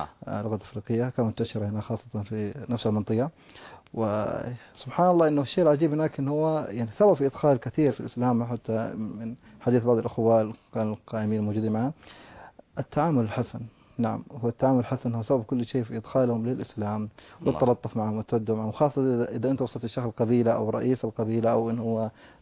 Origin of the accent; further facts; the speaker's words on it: Chad; أنا من تشاد بالضبط،